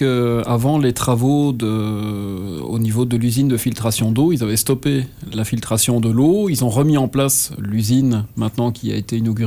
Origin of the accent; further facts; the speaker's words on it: Belgium; now in Trois-Rivières, Canada; Non, moi je viens de Belgique, mais je suis établi à Trois-Rivières depuis quelques années maintenant. Je réside au Cap de la Madeleine avec ma petite famille